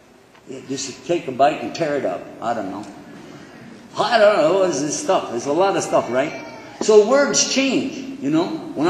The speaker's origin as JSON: {"language": "English", "region": "Texas", "country": "United States", "said": "All right. I'm from Texas, you figured that out already, yeah?"}